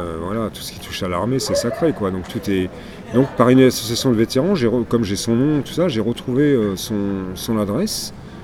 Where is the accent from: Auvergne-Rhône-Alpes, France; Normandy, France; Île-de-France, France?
Île-de-France, France; Versailles; Donc je suis resté à Versailles et j'ai grandi à Versailles